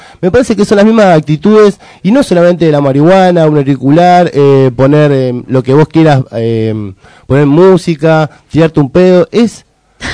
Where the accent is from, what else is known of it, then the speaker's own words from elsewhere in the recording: Argentina; soy argentino, podemos hablar de cosas